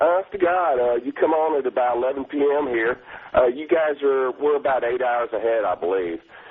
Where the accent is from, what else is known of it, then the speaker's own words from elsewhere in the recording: Atlanta, Georgia, United States; moved away as an adult; now in London, United Kingdom; Yes, I am. I've been living over here. I'm from Atlanta, Georgia.